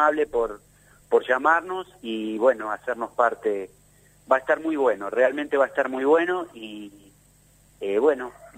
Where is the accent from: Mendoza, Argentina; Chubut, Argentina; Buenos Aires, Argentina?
Buenos Aires, Argentina; Mira, vos sabes que yo vengo de Capital Federal.